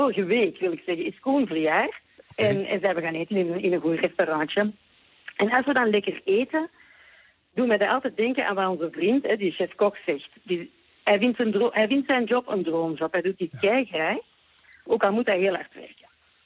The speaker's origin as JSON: {"language": "Dutch", "region": "Flanders", "country": "Belgium", "said": "Ik weet niet hoe dat zit in Nederland, maar bij ons in Vlaanderen zitten alle restaurants opnieuw bomvol."}